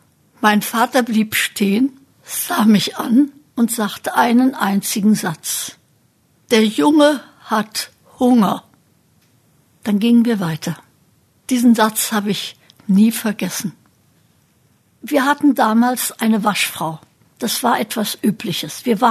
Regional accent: Braunschweig, Lower Saxony, Germany; Ich bin 1926 geboren und aufgewachsen in Braunschweig, in einer Familie, bei der die Eltern politisch hellwach, außerdem sehr gescheit waren. Und mit 7 Geschwistern.

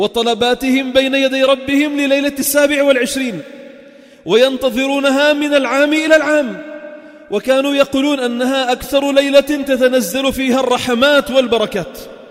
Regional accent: Sidon, South Governorate, Lebanon; نحن الأقل من أهل صيدا.

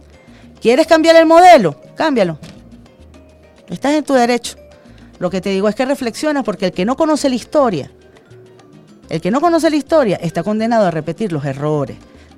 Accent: Venezuela; todos somos venezolanos

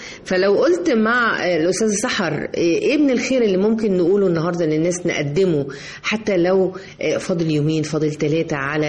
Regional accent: Egypt; اللي هي موجودة فينا أصلا كمصريين

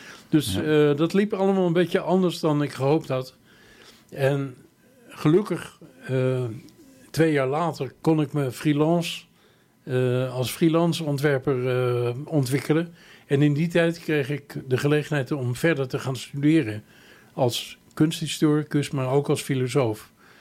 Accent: Laren, North Holland, Netherlands; born there; moved away as an adult; now in Amsterdam, Netherlands; Ik ben in de zomer van 1966 teruggekomen uit Zwitserland, uit Basel. Ik wilde niet meer in Laren, mijn geboortedorp, wonen, maar ik koos voor Amsterdam.

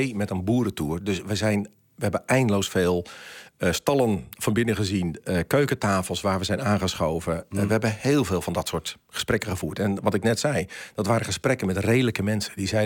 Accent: Friesland, Netherlands; now in Amersfoort, Netherlands; Ja, ik woon in Amersfoort, dat is een feit. Maar ik ben opgegroeid in Friesland.

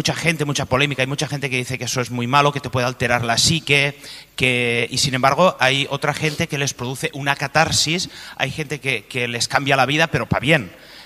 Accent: Castellón, Valencian Community, Spain; Mira, nosotros venimos desde Castellón y la verdad es la primera vez que venimos a este congreso.

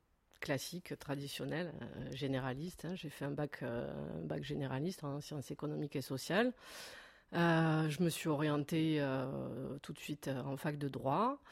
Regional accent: Sète, Occitanie, France; Donc je suis de Sète, qui est une ville où l'art aussi a beaucoup d'importance.

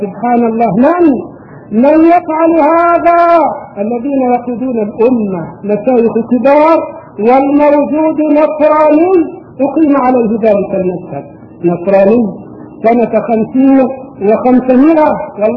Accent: Egypt; واذكر ايام اقامتي هناك وكم في بلادي مصر من صالحين

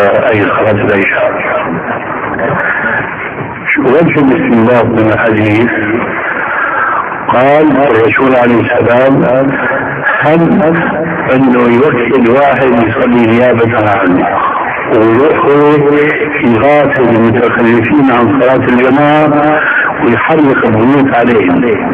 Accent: Damascus, Damascus Governorate, Syria; وانا ربيت في دمشق

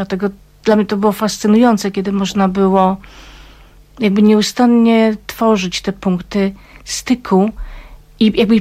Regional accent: Silesian Voivodeship, Poland; rzeką mojego dzieciństwa nie była Olza, ale Puńcówka.

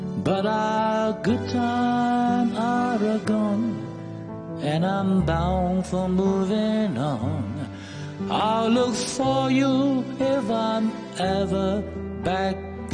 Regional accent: Hong Kong; 係我哋香港人或者中國人咧最重要最重要嘅嚇時刻嚟

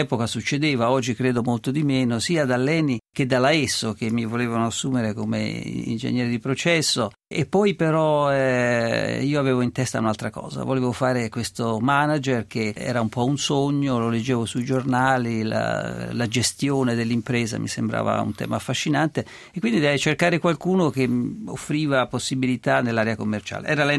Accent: Tuscany, Italy; sono toscano e ho studiato a Pisa e... mi piace ricordarlo, continuo a sentirmi toscano.

